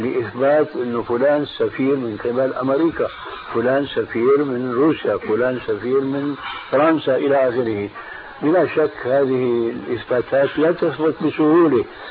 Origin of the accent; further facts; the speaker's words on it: Damascus, Damascus Governorate, Syria; كان عندنا في دمشق